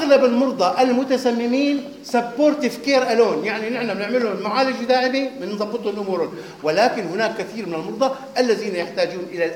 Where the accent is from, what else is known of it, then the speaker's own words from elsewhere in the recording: Homs Governorate, Syria; خاصة عندنا بسوريا هون بحمص مثلا بيتعرض للتسمم